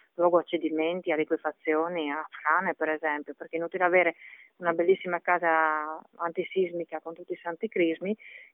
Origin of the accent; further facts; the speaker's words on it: Friuli-Venezia Giulia, Italy; Noi come friulani viviamo in un territorio sismico